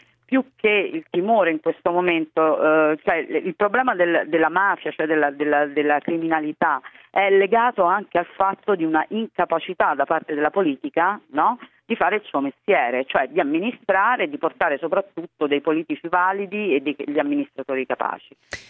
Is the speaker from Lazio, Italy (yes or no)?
yes; Ostia, Lazio, Italy; Sì, io sono di Ostia e devo dire che io sono in ambascio